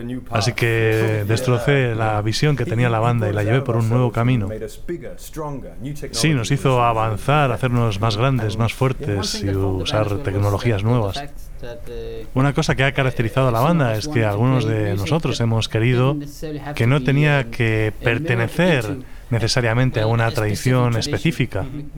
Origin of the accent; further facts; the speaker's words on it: Australia; also born or lived in Scotland; now in Denmark; soy de Escocia. Y crecí en Australia. Y ahora vivo en Dinamarca.